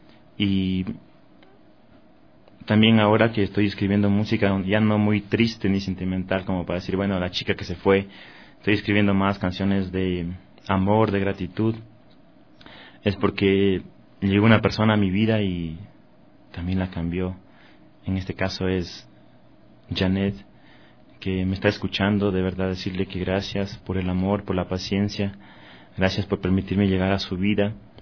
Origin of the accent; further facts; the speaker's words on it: Ecuador; para saber que somos ecuatorianos